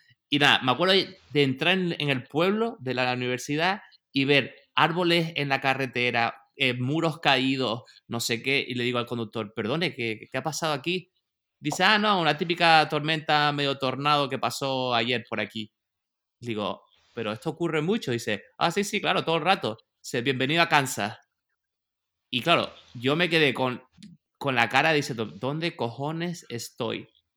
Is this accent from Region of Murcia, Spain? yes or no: yes; Murcia, Region of Murcia, Spain; yo soy de Murcia, va a ser Murcia